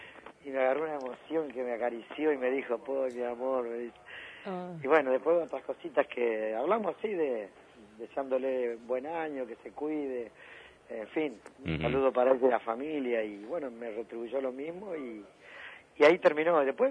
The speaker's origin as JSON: {"language": "Spanish", "region": "Entre Ríos", "country": "Argentina", "said": "hay propaganda en Entre Ríos, porque soy de Entre Ríos."}